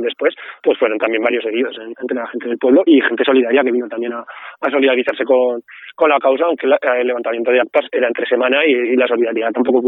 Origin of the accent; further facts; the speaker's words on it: Artieda, Aragon, Spain; en el caso de mi pueblo la verdad es que son todo parcelas bastante pequeñas, la tierra, por suerte, no por nada, está bastante bien distribuida, pero también hay una parte importante que es del ayuntamiento, y al final el ayuntamiento, en el caso de Artieda